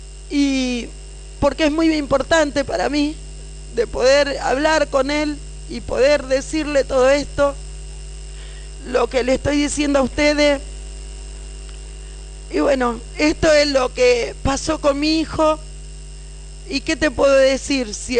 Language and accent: Spanish; Buenos Aires, Argentina; Porque soy de Villa 20